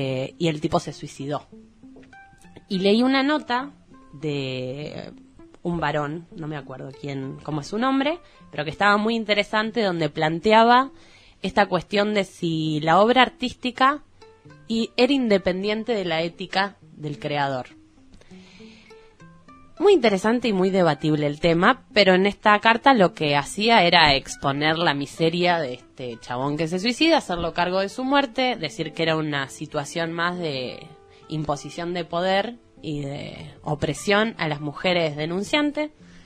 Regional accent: Junín, Buenos Aires Province, Argentina; Y bueno... yo soy de Junín, como ya dije. Este fin de semana fui a ver a mi familia

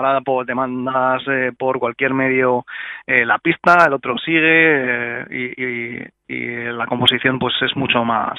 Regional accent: Madrid, Community of Madrid, Spain; Y bueno, nosotros somos también de Hortaleza

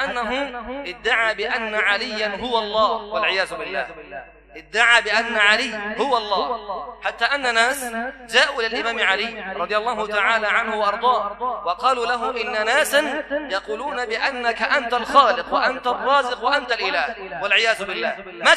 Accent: Egypt; بلادنا مصر الحبيبة بلاد سنية

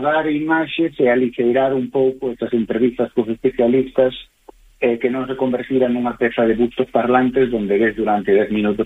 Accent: Galicia, Spain; porque somos galegos e estamos falando para un público mayoritariamente galego

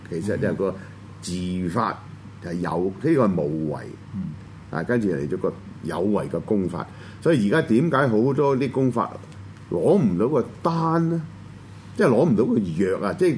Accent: China; 咁你呢邊咧中間咧，我哋中國人就叫咩？

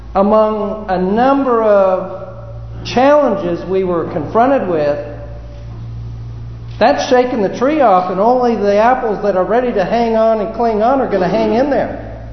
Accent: California, United States; Remember that one of the challenges, of course, didn't affect me much because I came from California.

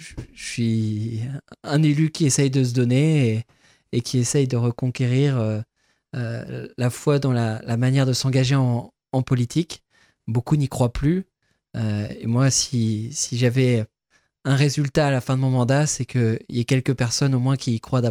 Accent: Rosières-aux-Salines, Grand Est, France; Et je crois que la manière dont j'ai grandi à Rosières-aux-Salines, faire l'école maternelle, l'école primaire

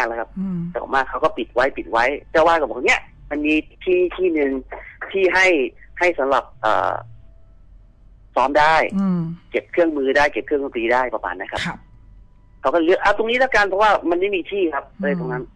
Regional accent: Prachin Buri, Thailand; moved away as an adult; also born or lived in Bangkok; หลังจากที่ผมจบมัธยมจากปราจีนบุรีนะครับบ้านผมอยู่ปราจีนบุรีใช่ไหมครับ ก็มาเรียนต่อที่สังเสาที่กรุงเทพนะครับ

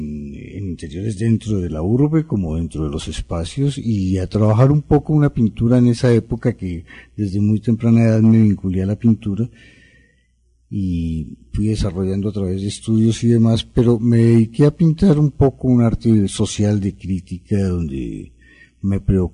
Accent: Cali, Valle del Cauca, Colombia; moved away as an adult; es un aspirante a pintor, todavía estoy aspirando a llegar a pintor. Yo nací en Cali, viví en Colombia hasta los 25, 26 años de edad.

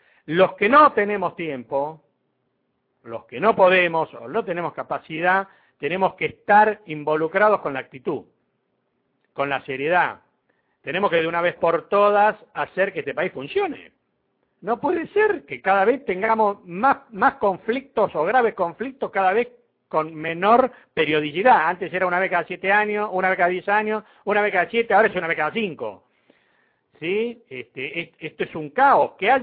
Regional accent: Argentina; Todos somos argentinos.

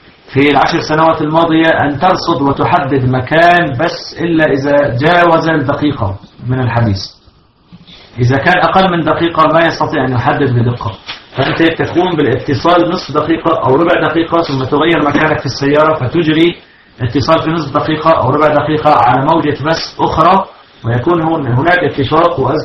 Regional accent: Syria; هذا حصل عندنا في سوريا

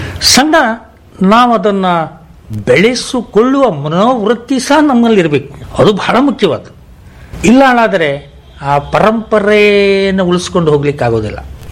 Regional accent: Minchikeri, Karnataka, India; ನಮ್ಮ ಊರು ಮಿಂಚಿಕೇರಿ ಕುಂಬರಿಗುಡ್ಡಿ

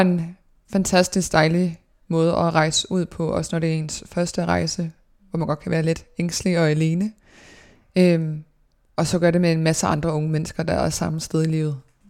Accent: Odense, Region of Southern Denmark, Denmark; jeg er født i 1997 i Odense på Odense Universitetshospital og har boet i Dalum i Odense i det samme dejlige parcelhus i hele min barndom og hele min teenageår.

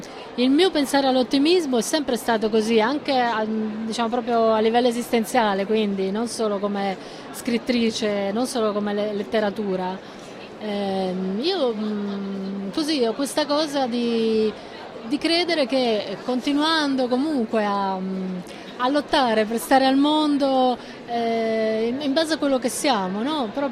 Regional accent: Liguria, Italy; io sono nata per esempio in Liguria, da una famiglia meridionale, abitavamo in un quartiere di meridionali emigrati, quindi comunque anche proletari

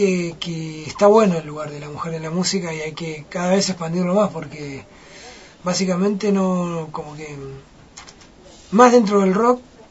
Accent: Argentina; Somos privilegiados los argentinos con la música que tenemos.

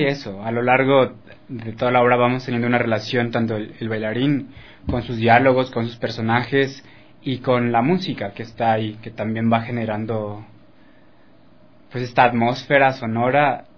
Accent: Mexico; moved away as an adult

